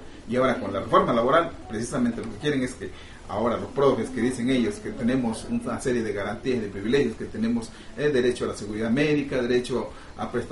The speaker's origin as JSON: {"language": "Spanish", "country": "Mexico", "said": "es un golpe a nuestro orgullo como mexicanos"}